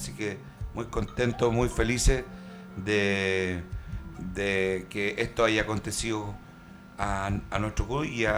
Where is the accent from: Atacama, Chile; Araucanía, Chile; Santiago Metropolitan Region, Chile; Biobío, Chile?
Santiago Metropolitan Region, Chile; Puente Alto; No, no me atrevería a decir como chileno, pero sí como puentealtino